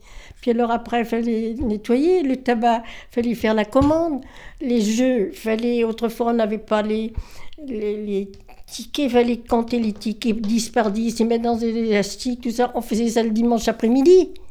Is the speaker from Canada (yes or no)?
no; Serre, France; born there; Je suis née à Serre. Maman avait déjà le bar, épicerie.